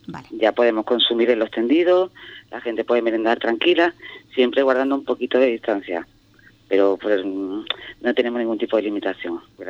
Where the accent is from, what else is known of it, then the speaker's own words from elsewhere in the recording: Andalusia, Spain; yo que vengo de otra localidad de Cádiz, la fiera preciosa, vamos.